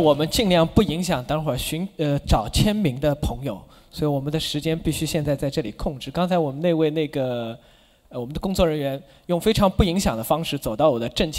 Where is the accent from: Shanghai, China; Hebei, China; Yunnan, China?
Shanghai, China; 比如说我上海人，我经常吃的是本帮菜啊，